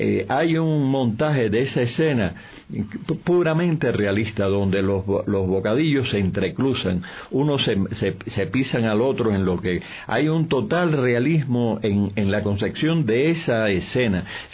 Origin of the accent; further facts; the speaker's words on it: Cuba; lo que ha sucedido o sucedió allá en el 49-50 con la televisión en mi país, en Cuba